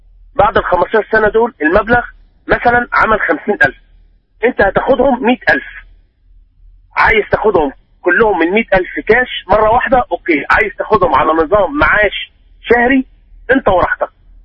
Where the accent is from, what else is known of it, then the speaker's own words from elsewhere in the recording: Egypt; والله يا شيخ، احنا عندنا في مصر